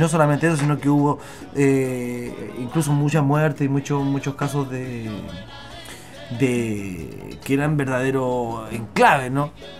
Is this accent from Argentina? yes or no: no; Chile; ¿Quiénes somos los chilenos?